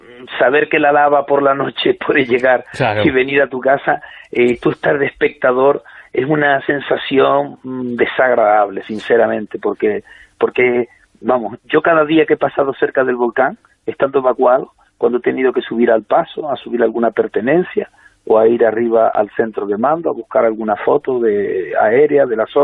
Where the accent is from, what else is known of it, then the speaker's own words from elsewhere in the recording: Canary Islands, Spain; Las lavas estarán por mi pueblo, estarán por la zona que ya ha pasado, y es una sensación bastante mala.